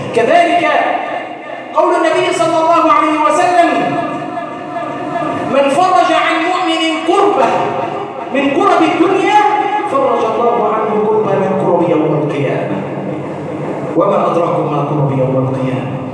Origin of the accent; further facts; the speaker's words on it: Egypt; اللهم ارزق بلادنا مصر الأمن والأمان